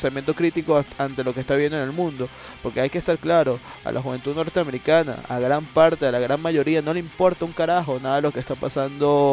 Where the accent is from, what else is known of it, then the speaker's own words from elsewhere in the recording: Caracas, Capital District, Venezuela; nosotros somos, antes de ser venezolanos, ser caraqueños, somos latinoamericanos.